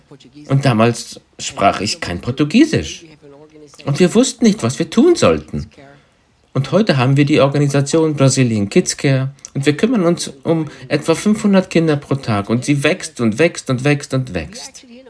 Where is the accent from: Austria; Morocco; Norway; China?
Austria; moved away as an adult; also born or lived in England; ich bin Österreicher, geboren und aufgewachsen in Österreich. Und dann schickte mich Gott im Jahr 82 nach England, südlich von London